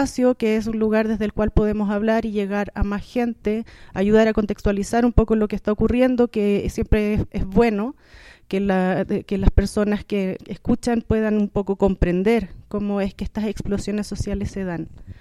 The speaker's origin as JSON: {"language": "Spanish", "country": "Chile", "said": "es fuerte para nosotras como chilenas que hemos estado esperando durante mucho tiempo este despertar de nuestra gente"}